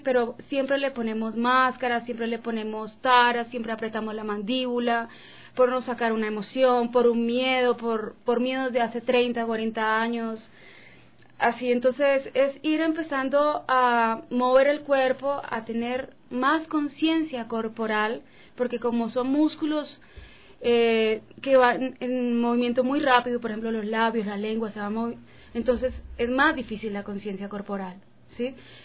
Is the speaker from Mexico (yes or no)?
no; Colombia; yo vengo de Colombia y... Soy nacida en un país donde hay guerra constantemente